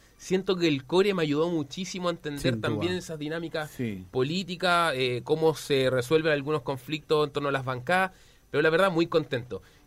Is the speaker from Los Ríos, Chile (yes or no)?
no; Viña del Mar, Valparaíso, Chile; born there; Yo nací en Viña del Mar.